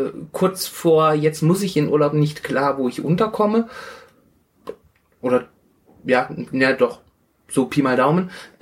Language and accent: German; Rhineland, Germany; now in Stuttgart, Germany; Ich bin aus dem Rheinland nach Schwaben migriert.